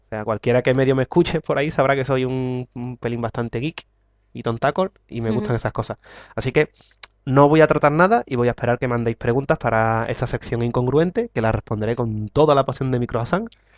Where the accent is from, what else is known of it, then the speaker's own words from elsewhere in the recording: Andalusia, Spain; Por cierto … soy de Sevilla, Rota, Cádiz.